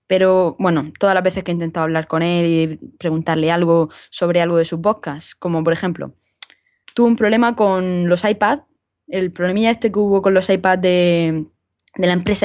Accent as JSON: {"language": "Spanish", "region": "Region of Murcia", "country": "Spain", "said": "oye, soy de Murcia tal, me alegro de que haya un podcast, yo también lo soy, te dejo mi dirección por si te quieres pasar"}